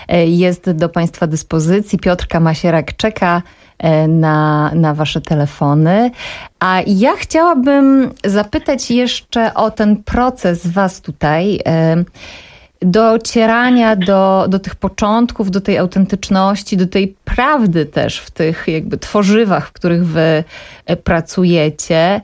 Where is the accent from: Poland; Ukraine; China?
Poland; Świętokrzyskie Voivodeship; bo ja pochodzę ze Świętokrzyskiego